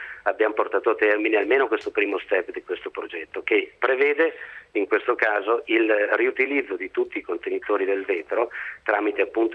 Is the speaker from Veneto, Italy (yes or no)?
yes; Conegliano, Veneto, Italy; sono veneto e in questo caso proprio di Conegliano Veneto.